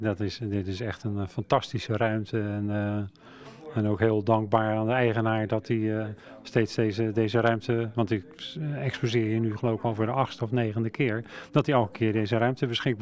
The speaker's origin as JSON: {"language": "Dutch", "town": "Rotterdam", "region": "South Holland", "country": "Netherlands", "tie": "born or raised there", "accent": "Rotterdam", "said": "Ik kom oorspronkelijk uit Rotterdam, dat kan je waarschijnlijk wel horen ook."}